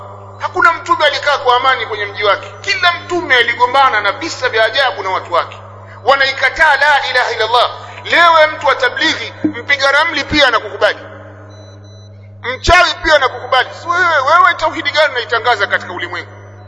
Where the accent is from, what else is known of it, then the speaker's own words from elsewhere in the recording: Tabora, Tanzania; Kuna mmoja kule kwetu Tabora, ni shekhi kule kwetu